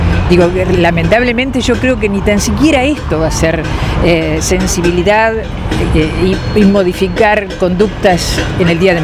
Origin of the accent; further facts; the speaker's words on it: Tandil, Buenos Aires Province, Argentina; soy de Tandil